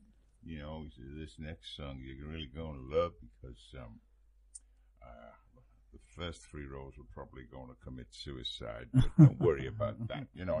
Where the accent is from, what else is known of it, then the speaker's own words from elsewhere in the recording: Liverpool, North West England, United Kingdom; just because I'm from Liverpool.